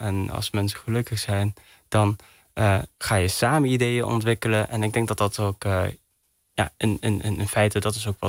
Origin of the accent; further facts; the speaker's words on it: Netherlands; born there; Ik ben hier geboren. Ja. Maar mijn ouders niet.